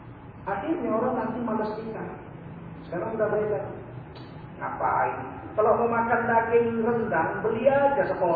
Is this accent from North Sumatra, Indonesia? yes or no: yes; Medan, North Sumatra, Indonesia; Tadi itu terjadi di kampung saya di Medan.